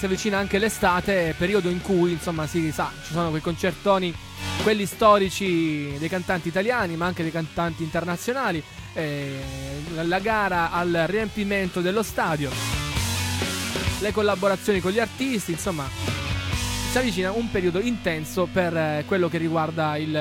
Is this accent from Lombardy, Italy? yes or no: no; Cefalù, Sicily, Italy; dalle nostre parti, almeno a Cefalù, in provincia di Palermo, c'è sempre molta umidità, perché data la vicinanza al mare